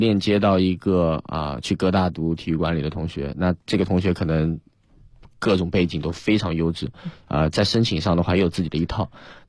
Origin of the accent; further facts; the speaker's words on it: China; 我是来自中国一个比如说五六线城市啊，甚至十线城市。